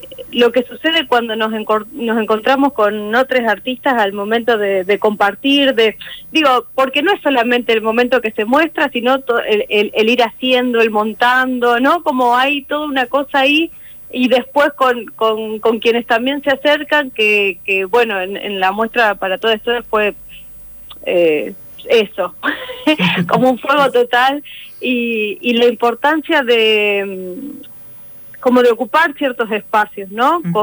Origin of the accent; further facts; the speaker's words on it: Pergamino, Buenos Aires Province, Argentina; yo soy de Pergamino, y como ahí que maíz, ahí, digamos, me crié a media cuadra de campo